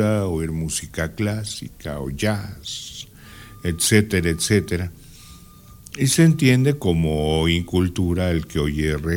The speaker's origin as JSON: {"language": "Spanish", "country": "Mexico", "said": "Mientras no haya un concepto hacia el cual aspirar como mexicanos, no sabemos a dónde vamos."}